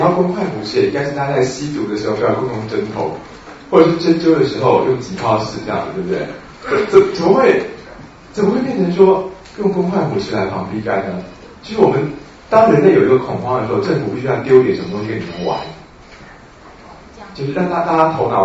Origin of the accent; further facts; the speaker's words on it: Taiwan; 就像当时我们台湾人发现 B 型肝炎